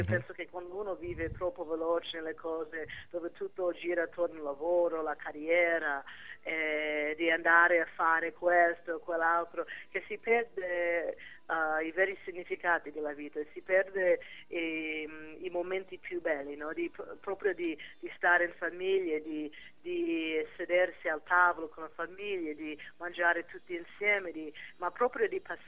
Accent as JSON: {"language": "Italian", "region": "California", "country": "United States", "also_born_or_lived": "New York", "said": "io sì, vengo da California, ma in America ho vissuto tantissimi anni a New York, che proprio dall'altra parte."}